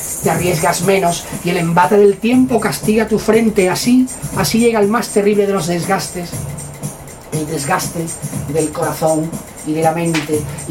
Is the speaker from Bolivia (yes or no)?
no; Seville, Andalusia, Spain; como somos muy sevillanos y muy, muy barrocos